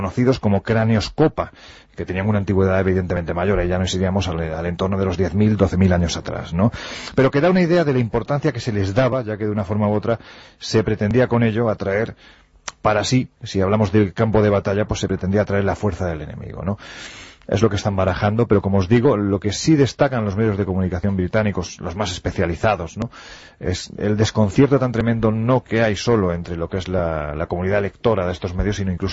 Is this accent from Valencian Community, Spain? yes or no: no; Andalusia, Spain; Yo parto de la idea de que soy andaluz sin gracia